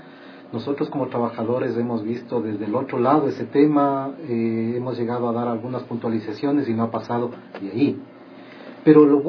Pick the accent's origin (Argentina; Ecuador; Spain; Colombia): Ecuador; como buenos ecuatorianos que somos